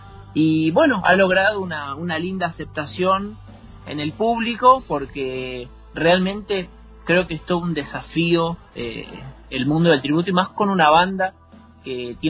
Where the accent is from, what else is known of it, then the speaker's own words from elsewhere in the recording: Israel; Bueno, mi infancia la viví toda en Israel.